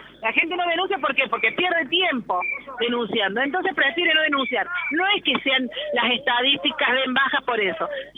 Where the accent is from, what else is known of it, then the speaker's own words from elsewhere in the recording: Villa Allende, Córdoba, Argentina; Nosotros somos de Villa Allende y estamos peleando por Villa Allende